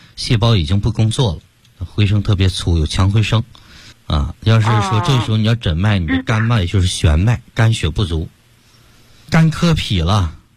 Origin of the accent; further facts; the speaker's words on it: Beijing, China; 纠正这个根儿我们北京人不是说病根儿吗？